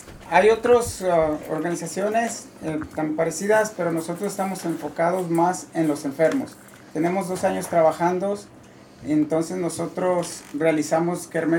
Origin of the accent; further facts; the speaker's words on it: Sahuayo, Michoacán, Mexico; Mi pueblo natal, orgullosamente, es Saguayo, Michoacán.